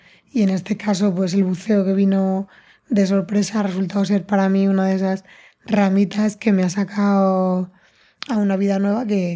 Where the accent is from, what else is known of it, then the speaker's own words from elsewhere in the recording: Madrid, Community of Madrid, Spain; yo soy de Madrid, el mar me queda lejos